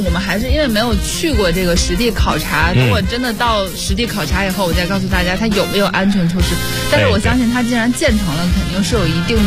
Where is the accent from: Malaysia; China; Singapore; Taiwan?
China; Tianjin; 我为我的家乡打 call 好不好？